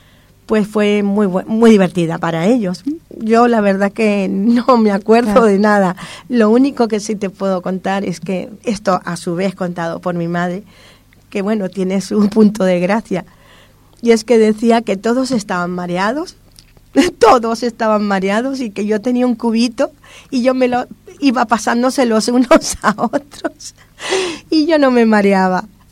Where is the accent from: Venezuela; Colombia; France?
Venezuela; also born or lived in Spain; Yo en este momento soy apátrida, porque yo nací en España. Nací. Venezuela me vio crecer, me educó. Ahora estoy aquí.